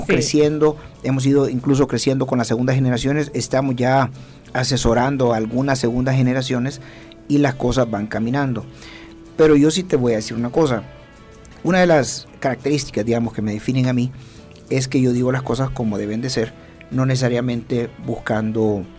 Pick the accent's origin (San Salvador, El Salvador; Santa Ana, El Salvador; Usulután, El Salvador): San Salvador, El Salvador; No, yo soy de San Salvador, pero por eso se voy a decir.